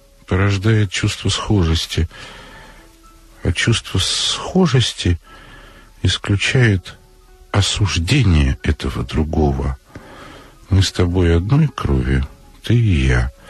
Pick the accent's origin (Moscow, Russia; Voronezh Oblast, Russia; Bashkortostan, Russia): Moscow, Russia; И Вольф москвич, и я москвич.